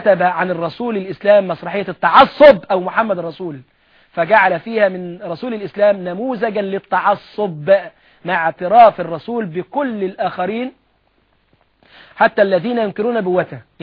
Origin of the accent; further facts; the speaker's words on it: Egypt; مؤتمر الأديان اللي كان عندنا في مصر